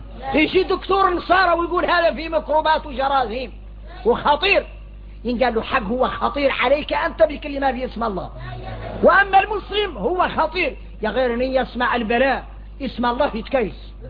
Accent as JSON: {"language": "Arabic", "country": "Mauritania", "said": "هذا عادة فينا احنا موريتاني"}